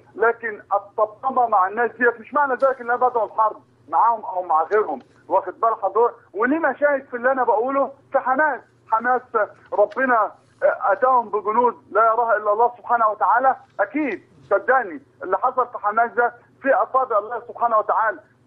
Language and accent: Arabic; Baranbal al-Jadida, Dakahlia, Egypt; أنا من برنبال الجديدة، مركز ميت النصر، محافظة الدقهلية.